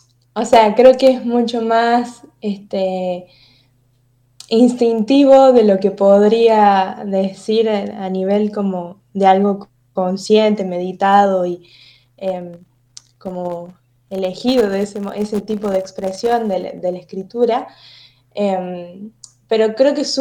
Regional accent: Córdoba, Argentina; como decías, soy activista disca, tengo 19 años, soy de Córdoba, estudio en la Universidad Nacional de Córdoba, la licenciatura en Ciencia Política

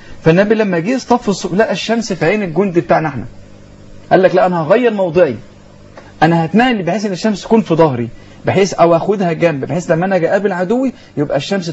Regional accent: Sandoub, Dakahlia, Egypt; النهارده عندنا احنا في قريتنا احنا حته اسمها سندوب

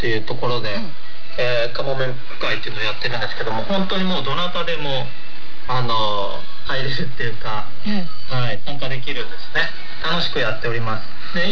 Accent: Wakayama, Japan; この句は僕は和歌山県出身なので、那智の滝っていうのをね、何度も見てるんですけども

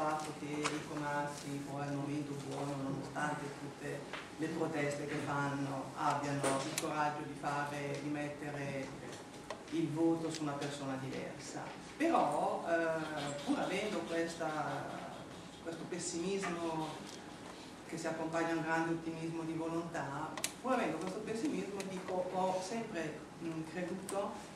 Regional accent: Como, Lombardy, Italy; Io dico questa cosa essendo comasca da sempre, lavorando da più di 20 anni a Milano

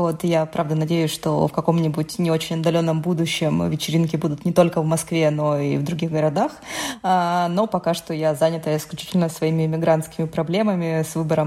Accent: Donetsk, Donetsk Oblast, Ukraine; moved away as an adult; Да, я из Украины, и, собственно говоря, сейчас опыт войны меня нагнал во второй раз, потому что я из Донецка, и переехала я в Москву, собственно, именно тогда, когда началась война. Когда началась война, я была беременна, я переехала сначала в Запорожье, родила там дочь, и потом переехала в Москву

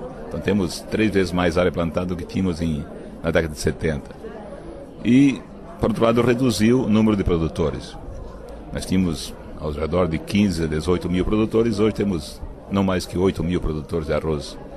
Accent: Timbó, Santa Catarina, Brazil; Eu nasci em Timbó, plantando arroz desde pequeno. Eu cresci plantando arroz

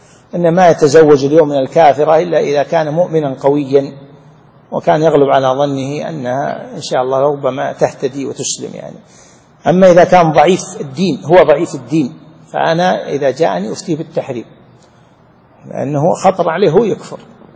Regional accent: Saudi Arabia; عندنا في السعودية مثلا في بعض المدن والقرى الغالب عندهم التعدد

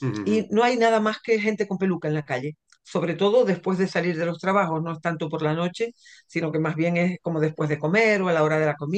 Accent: La Palma, Canary Islands, Spain; Yo soy de La Palma y yo quiero celebrar mis indianos.

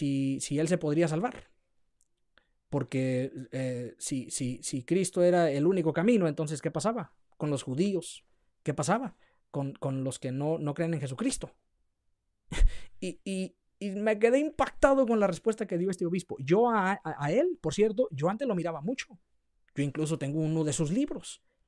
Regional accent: Mexico; Yo como mexicano, en los pueblos, en los ranchos

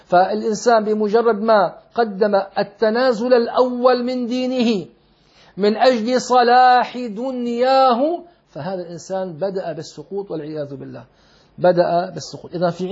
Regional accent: Syria; فلما توفي المفتي العام عندنا في سوريا

